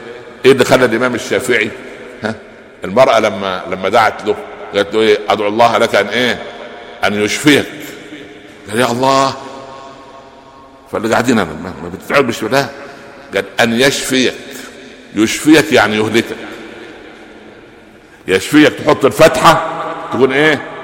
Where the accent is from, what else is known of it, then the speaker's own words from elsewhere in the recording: Minya Governorate, Egypt; البهنسة دي عندنا في المنيا في الصعيد